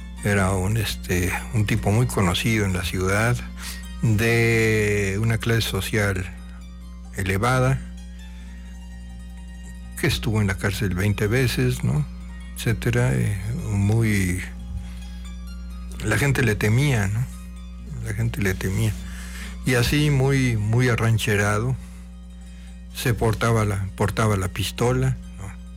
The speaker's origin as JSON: {"language": "Spanish", "town": "Teziutlán", "region": "Puebla", "country": "Mexico", "said": "conocí hace muchísimos años allá en mi tierra, en Teciutlán"}